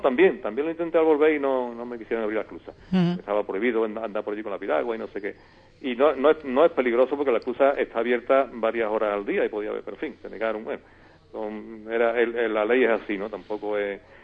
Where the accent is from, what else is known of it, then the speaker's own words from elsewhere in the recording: Seville, Andalusia, Spain; voy a empezar por la negativa, que fue en mi tierra. El único punto así que me sentí mal, ¿no? Llegando ya a Sevilla, muy cerca del río